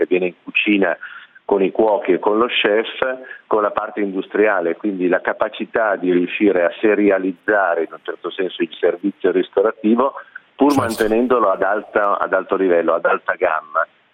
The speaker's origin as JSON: {"language": "Italian", "region": "Apulia", "country": "Italy", "said": "abitando a Milano da tantissimi anni, ho radici pugliesi, perché la mia famiglia è una famiglia della Puglia, e quindi ogni tanto io ritorno in Puglia"}